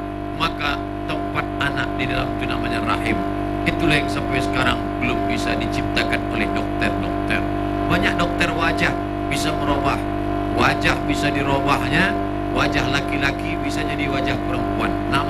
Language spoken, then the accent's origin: Indonesian; Wajo, South Sulawesi, Indonesia; born there; Alhamdulillah kita lahir di Wajo, negerinya para ulama.